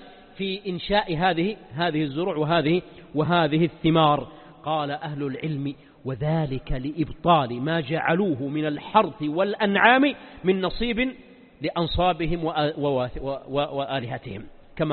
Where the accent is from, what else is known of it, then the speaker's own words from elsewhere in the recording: Mecca, Makkah Province, Saudi Arabia; طبعا الجزيرة العربية ما عندنا في مكة الزيتون